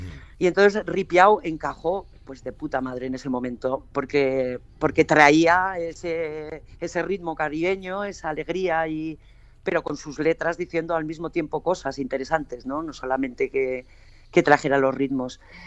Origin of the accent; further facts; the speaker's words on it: Pamplona, Navarre, Spain; now in Madrid, Spain; yo soy de Pamplona, pero en el 94 ya me vine para Madrid